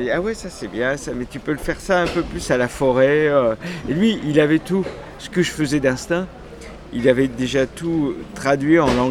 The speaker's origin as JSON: {"language": "French", "town": "Bastia", "region": "Corsica", "country": "France", "tie": "born there", "said": "Je suis né en Corse."}